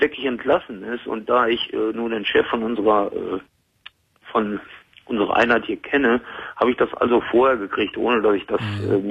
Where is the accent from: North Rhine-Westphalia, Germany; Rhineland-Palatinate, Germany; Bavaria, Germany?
North Rhine-Westphalia, Germany; Ich bin gebürtig aus Westfalen, bin aber mittlerweile seit 40 Jahren in Hessen